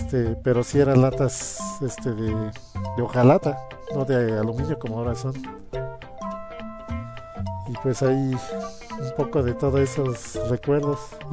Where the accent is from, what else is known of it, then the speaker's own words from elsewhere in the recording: Mexico; yo soy de aquí de México, pues pongo comerciales de 1983 en México